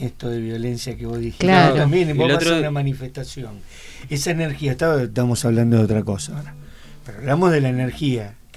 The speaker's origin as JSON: {"language": "Spanish", "town": "Rosario", "region": "Santa Fe", "country": "Argentina", "tie": "born or raised there", "said": "bueno, yo soy oriundo de Rosario."}